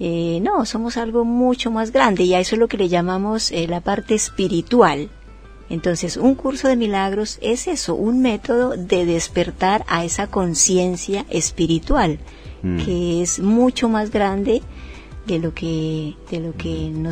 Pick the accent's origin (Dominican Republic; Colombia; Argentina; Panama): Colombia; soy de Colombia, pero en realidad ya soy una ciudadana universal.